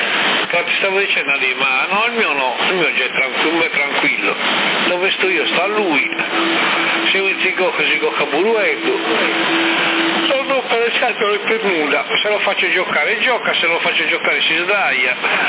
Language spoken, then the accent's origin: Italian; Sassari, Sardinia, Italy; Negativo. Sono di Sassari, non di Bosa.